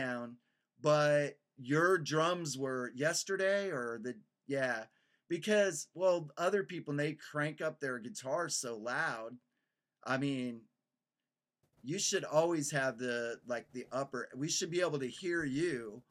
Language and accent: English; Texas, United States; Like, we're from Texas, you know?